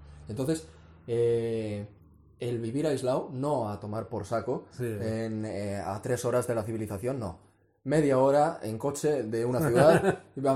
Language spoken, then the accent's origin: Spanish; Bilbao, Basque Country, Spain; Eso es porque soy de Santuchu y yo.